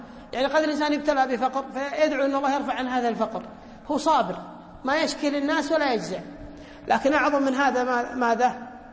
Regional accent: Kuwait; كان معتمد بريطاني عندنا في الكويت

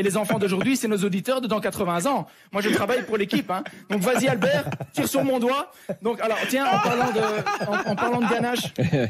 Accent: Belgium; Et il sait même pas que je suis belge.

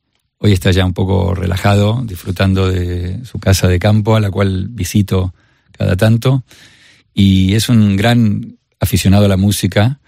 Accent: Buenos Aires, Argentina; Esto era en Buenos Aires, Argentina, donde yo nací y me crié.

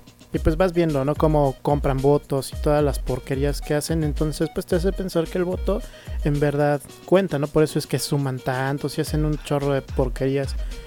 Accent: Mexico; como mexicanos somos muy de, ay, pues ya te eché una hojita

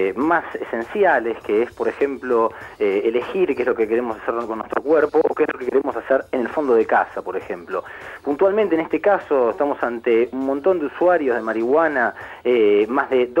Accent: Argentina; nosotros como argentinos

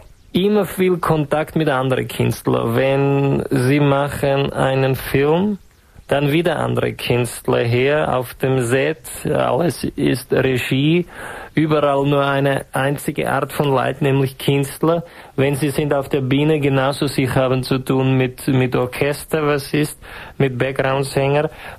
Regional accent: Czechia; die große alte Diva des tschechischen Volksliedes. Harmona Habuka, großer Harmonikaspieler in meiner Heimat.

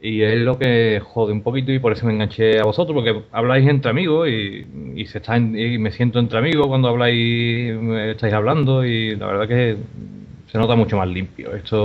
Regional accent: Seville, Andalusia, Spain; Y luego soy de Sevilla, como es evidente también mi acento.

